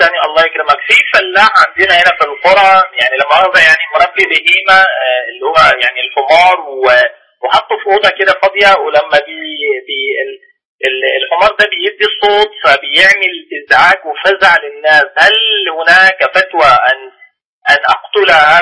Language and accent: Arabic; Damascus, Damascus Governorate, Syria; أنا من دمشق.